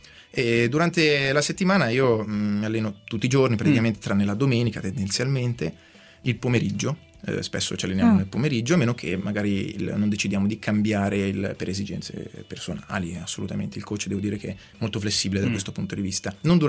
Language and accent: Italian; Saronno, Lombardy, Italy; ogni tanto ritorno a Saronno, la mia città natale, dove mi alleno